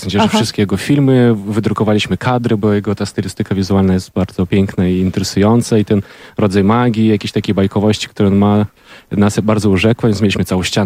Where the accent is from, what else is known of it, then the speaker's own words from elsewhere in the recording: Ukraine; Polish is a second language; Tak, pochodzę z Ukrainy.